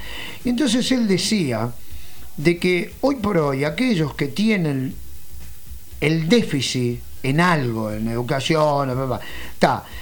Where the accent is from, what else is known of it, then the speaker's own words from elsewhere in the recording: Montevideo, Uruguay; yo soy de Montevideo, pero acá departamentalmente pasa exactamente lo mismo